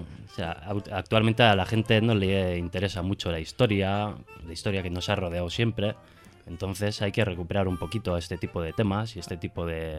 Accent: Gordejuela, Basque Country, Spain; especial cariño por mi pueblo, por Gordejuela o Gordesola. Muy especialmente, bien. Pero en general por todo Vizcaya.

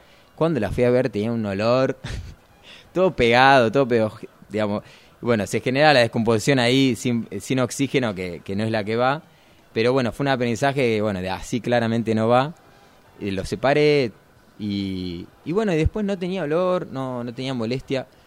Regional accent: Vicente López, Buenos Aires Province, Argentina; Yo viví en un departamento. Nacido y criado en Vicente López, barrio Vicente López, cerquita a unas cuadras del río. Pero niño de departamento, ¿no? Bastante cemento.

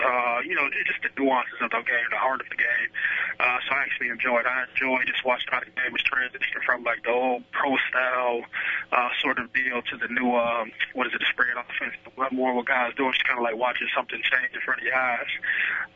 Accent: Youngstown, Ohio, United States; You know, just a young guy. I come from Youngstown, Ohio.

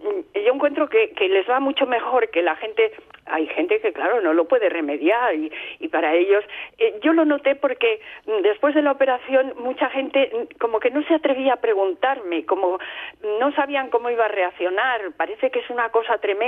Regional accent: Madrid, Community of Madrid, Spain; now in Almería, Spain; yo soy de Madrid, pero hace 25 años que vivo en Almería

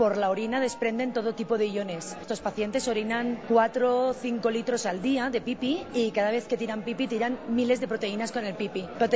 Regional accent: Barcelona, Catalonia, Spain; tengo 47 años, soy española de Barcelona

